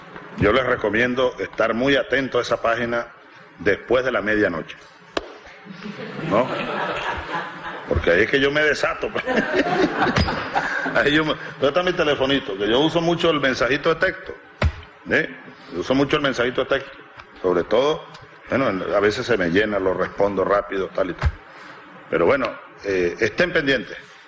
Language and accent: Spanish; Venezuela; me siento, bueno, venezolano, comprometido con todos.